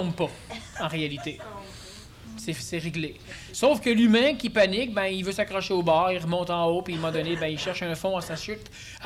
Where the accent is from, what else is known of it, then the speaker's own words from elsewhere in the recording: Quebec, Canada; Tu sais, on est Québécois, nous, mais on est très Américains.